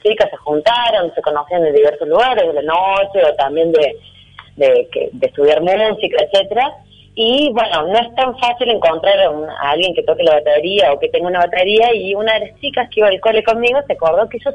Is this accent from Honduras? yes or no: no; Córdoba, Argentina; accent: Cordobés; Y bueno, se reirán de cómo hablo, porque yo soy muy cordobesa, todo el mundo me lo dice